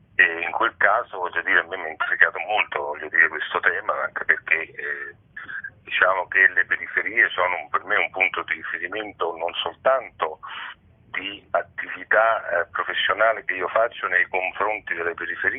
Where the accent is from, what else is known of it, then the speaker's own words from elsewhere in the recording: Rome, Lazio, Italy; Io sono nato e abito a Monteverde